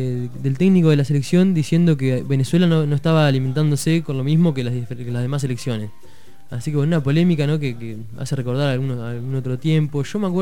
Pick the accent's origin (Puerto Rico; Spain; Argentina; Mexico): Argentina; Así estemos, es, ¿no? Como argentino.